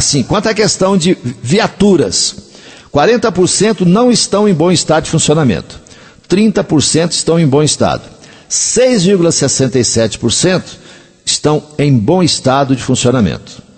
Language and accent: Portuguese; Coromandel, Minas Gerais, Brazil; eu vou começar na minha terra. E as pessoas ali de Coromandel, da região, que quiserem participar